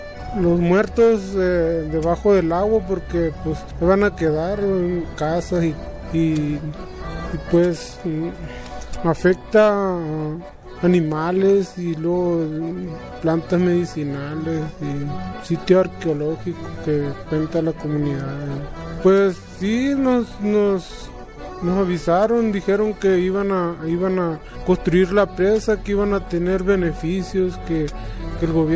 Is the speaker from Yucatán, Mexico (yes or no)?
no; Álamos, Sonora, Mexico; Soy guarijío de Sonora, del municipio de Álamo. Ahí pues somos cuatro comunidades o cinco comunidades somos